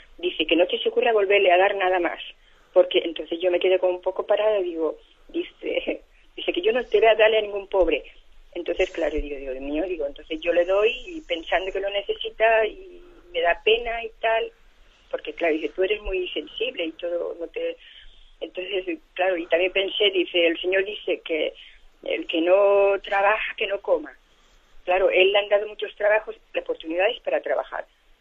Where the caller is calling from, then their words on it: Balearic Islands, Spain; de Mallorca.